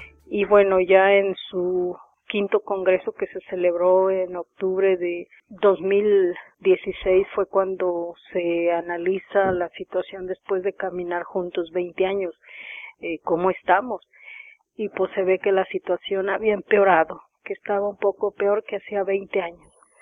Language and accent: Spanish; Mexico; la bandera como símbolo de que somos mexicanos, queremos seguir siendo mexicanos